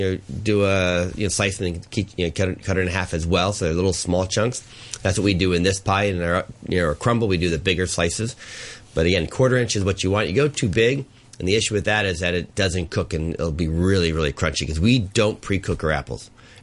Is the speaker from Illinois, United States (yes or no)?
yes; Chicago, Illinois, United States; Yeah, I grew up in the Midwest. That's where it's all from.